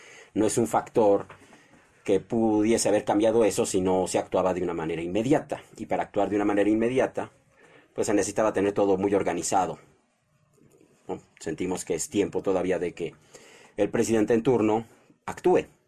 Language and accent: Spanish; Mexico; Como mexicano es lo que más me conviene hacer, apoyar al presidente actual para que el país salga adelante.